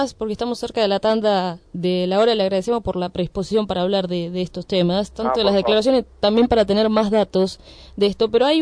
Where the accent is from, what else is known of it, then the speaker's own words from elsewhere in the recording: Moreno, Buenos Aires Province, Argentina; Podemos ver lo que sucede en nuestro distrito, nosotros somos de Moreno, pero claro.